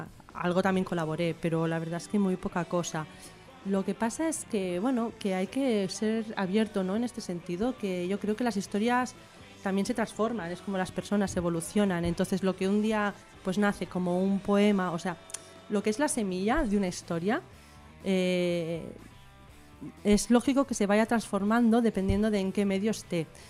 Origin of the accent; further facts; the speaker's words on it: Barcelona, Catalonia, Spain; porque yo soy de Barcelona, soy bilingüe, entonces pues, y aparte he colaborado en muchas revistas en catalán